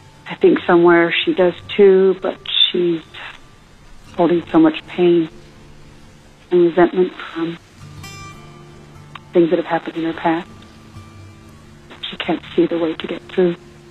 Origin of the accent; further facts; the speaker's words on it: Texas, United States; I'm from Texas.